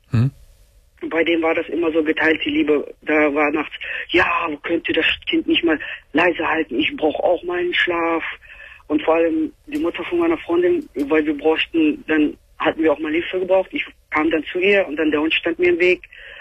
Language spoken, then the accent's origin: German; Philippines; German is a second language; now in Germany; Ich komme aus den Philippinen.